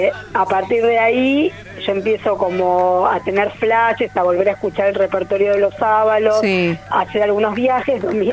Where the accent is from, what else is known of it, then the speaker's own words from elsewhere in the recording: Buenos Aires, Argentina; born there; Yo nací en Buenos Aires, pero me siento re santiagueña.